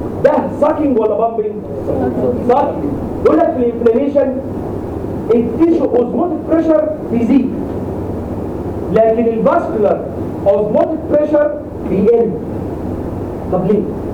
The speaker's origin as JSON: {"language": "Arabic", "country": "Egypt", "said": "عندنا في مصر دي عشان تبين لكم بس ان المصريين عندهم حضاره عاليه جدا"}